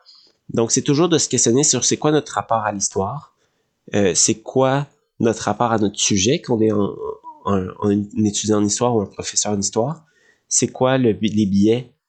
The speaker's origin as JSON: {"language": "French", "region": "Quebec", "country": "Canada", "said": "en tant que Québécois, moi j'ai un rapport à l'État, un rapport à l'identité nationale, un rapport à la langue qui est unique au monde."}